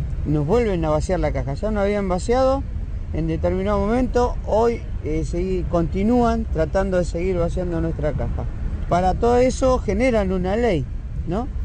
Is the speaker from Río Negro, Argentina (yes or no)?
no; Ushuaia, Tierra del Fuego, Argentina; Nosotros somos compañeros que venimos de la ciudad de Ushuaia